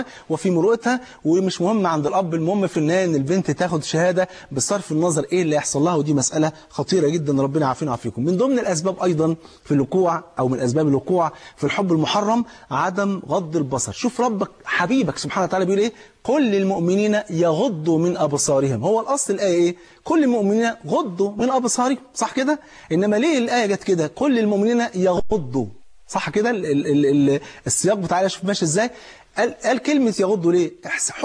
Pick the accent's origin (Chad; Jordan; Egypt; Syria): Egypt; انت عارف الفول عندنا في مصر فرض عين